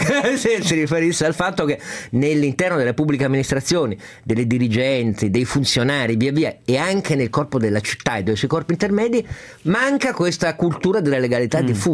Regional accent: Piedmont, Italy; anche perché io da piemontese prendo la mia

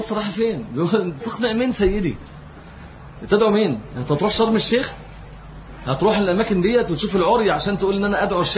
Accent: Egypt; يعني إحنا عندنا في مصر

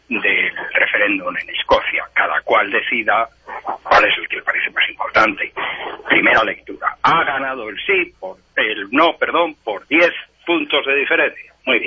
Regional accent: Madrid, Community of Madrid, Spain; Soy partidario, soy madrileño, soy español, y por lo tanto, pues también me siento catalán

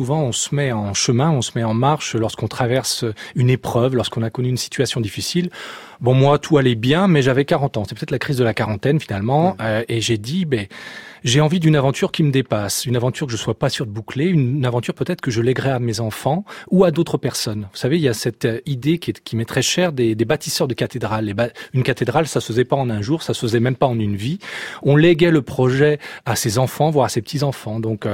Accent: Lyon, Auvergne-Rhône-Alpes, France; Alors, je suis né à Lyon et j'ai grandi dans un milieu où la marche ou la randonnée faisait partie des passe-temps estivaux.

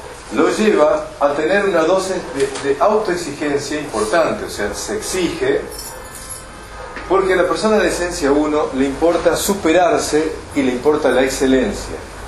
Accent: Argentina; Como buenos argentinos que somos

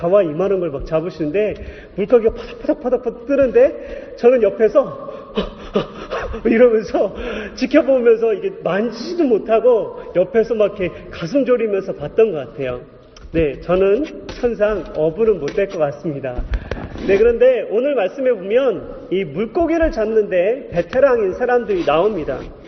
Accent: Yesan, South Chungcheong, South Korea; 그래서 제가 어렸을 때 충남 예산이라는 곳에서 살았습니다.

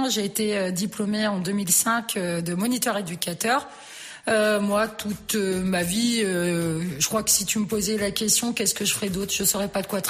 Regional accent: Orléans, Centre-Val de Loire, France; now in Montargis, France; j'étais native d'Orléans. Je déménage autour de Montargis. Puis je me dis, je vais y rester 5 ans. Et puis, bah, ma foi, j'en suis restée 17 ans quand même.

